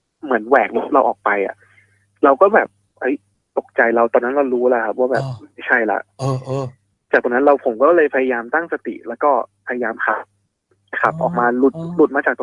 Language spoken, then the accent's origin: Thai; Northern Thailand, Thailand; ด้วยความที่ผมเป็นคนเหนือเนาะ